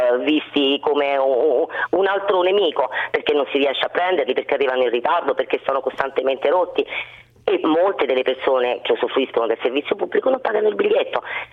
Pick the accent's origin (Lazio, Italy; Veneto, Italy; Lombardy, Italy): Lazio, Italy; Rome; da romana mi vergogno degli stranieri che vengono e che non si trovano davanti quella che è la Roma che io amo